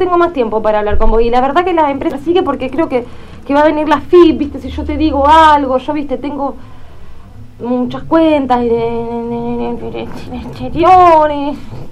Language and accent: Spanish; Buenos Aires, Argentina; Yo te llamo porque soy de la Capital Federal.